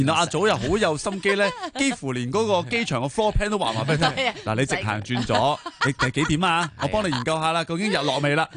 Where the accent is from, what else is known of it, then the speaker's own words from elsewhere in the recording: Hong Kong; 我哋香港人